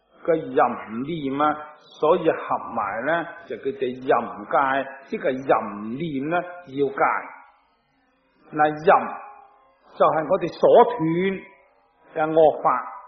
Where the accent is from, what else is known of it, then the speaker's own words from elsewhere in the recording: Guangdong, China; 我哋广东人话叫做和顺榄啊，即系外省人说嗰啲金榄啊。